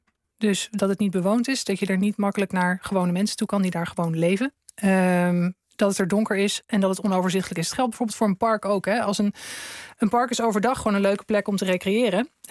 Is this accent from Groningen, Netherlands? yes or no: yes; Groningen, Netherlands; Het is een fietspad in Groningen, tussen het centrum en een buitenwijk waar ik ben opgegroeid